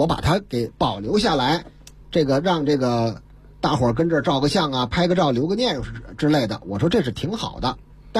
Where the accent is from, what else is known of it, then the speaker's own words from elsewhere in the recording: Beijing, China; 中华人民共和国北京市，